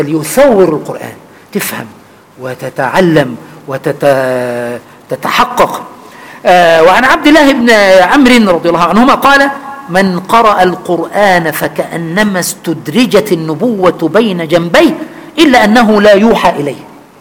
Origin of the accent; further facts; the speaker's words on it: Egypt; أنا ما خرجت من مصر البتة